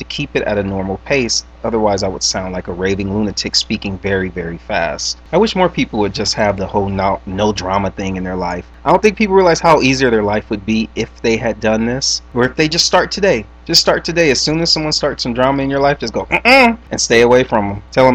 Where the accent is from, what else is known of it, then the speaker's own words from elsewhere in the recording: Los Angeles, California, United States; Growing up, I grew up on Manchester and Western, 89th and Manchester. That's where I grew up when I was little.